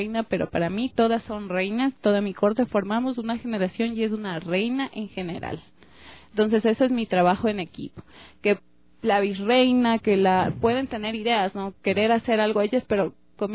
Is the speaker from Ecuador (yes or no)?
yes; Quito, Pichincha, Ecuador; También participé en lo que es de mi barrio Solanda. Para la elección de la reina de Solanda salí señorita simpatía de Solanda.